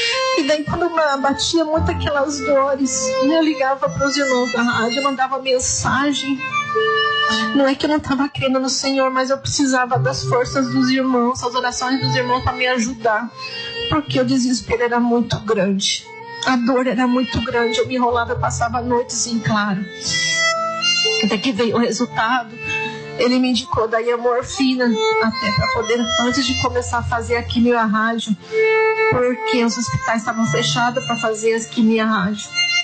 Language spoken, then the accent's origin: Portuguese; Joinville, Santa Catarina, Brazil; eu sou de Joinville, Santa Catarina.